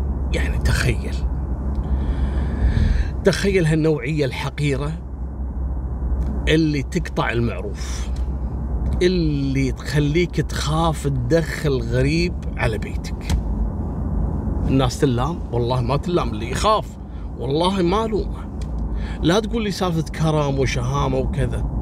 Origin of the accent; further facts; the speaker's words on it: Kuwait; ترى والله في أسماء عندنا في الكويت لو أقولها لكم مستحيل تنطقونها بالشكل الصحيح